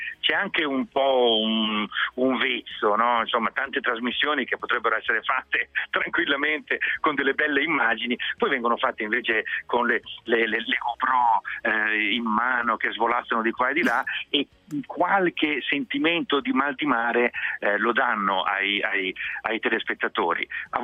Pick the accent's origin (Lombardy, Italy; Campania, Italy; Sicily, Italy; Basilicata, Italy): Lombardy, Italy; Mantua; anch'io avrei potuto dire il risotto perché, diciamo, è un prodotto delle mie parti. Io sono di origine mantovana